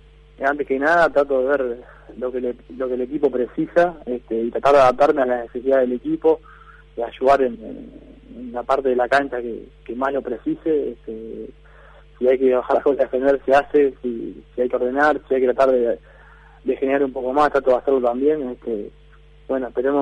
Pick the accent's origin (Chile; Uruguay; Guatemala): Uruguay; yo soy jugador vasco, pero soy uruguayo.